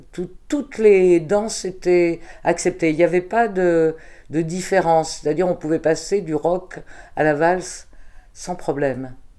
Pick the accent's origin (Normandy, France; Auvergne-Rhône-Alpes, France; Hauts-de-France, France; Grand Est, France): Auvergne-Rhône-Alpes, France; Saint-Étienne; born there; Je suis née en 1947 à Saint-Étienne, dans une famille d'origine ouvrière, avec une partie de la famille qui était d'origine espagnole.